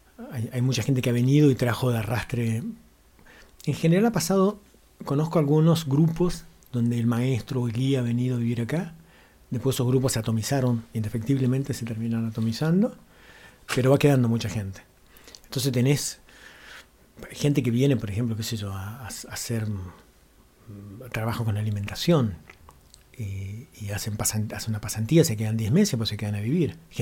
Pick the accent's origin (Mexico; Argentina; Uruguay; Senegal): Argentina; Mina Clavero, Córdoba; Vos me preguntabas de mi adolescencia en Milán Clavero, que era muy áspero.